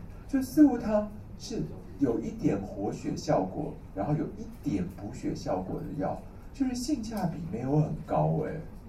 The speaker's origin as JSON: {"language": "Chinese", "country": "China", "said": "我们中国人有一句话叫做“虚不受补”。"}